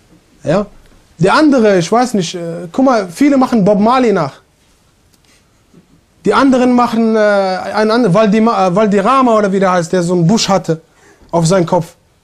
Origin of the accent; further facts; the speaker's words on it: Germany; Ja, ich komme aus Deutschland, modern und so.